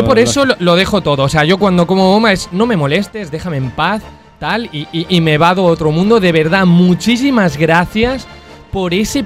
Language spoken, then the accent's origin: Spanish; Benavente, Castile and León, Spain; un postre de mi pueblo, en concreto que hacen una pastelería en concreto de la ciudad de Benavente en la provincia de Zamora, que se llaman bombas.